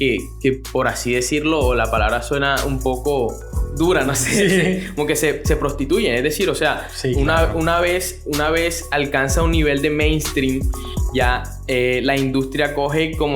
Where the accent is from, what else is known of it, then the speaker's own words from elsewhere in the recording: Colombia; Yo puedo estar aquí en Valledupar o puedo estar en Barranquilla, y sé que el man está también en mi país, o sea, es un coterráneo.